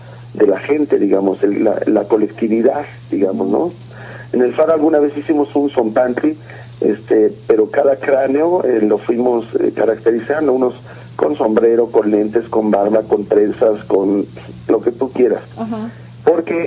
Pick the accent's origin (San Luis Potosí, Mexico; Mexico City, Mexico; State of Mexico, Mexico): Mexico City, Mexico; lo que somos los chilangos, digamos, ¿no?